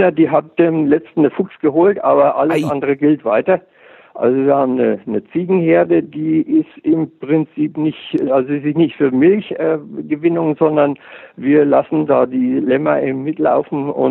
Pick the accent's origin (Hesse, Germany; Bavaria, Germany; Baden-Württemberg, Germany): Bavaria, Germany; now in Austria; sind hier seit ja, für 15 Jahre, 16 Jahre zu Hause. Ich komme ursprünglich aus Bayern, wo selbst ich auch schon Bienenvölker hatte.